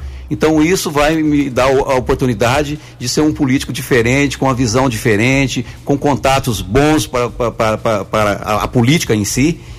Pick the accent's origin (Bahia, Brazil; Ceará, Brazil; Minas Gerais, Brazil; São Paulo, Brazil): Minas Gerais, Brazil; Guaranésia; eu sou um guaranesiano nato, nascido e criado em Guaranésia, vivi na área rural, vivi o dia a dia dos guaranesianos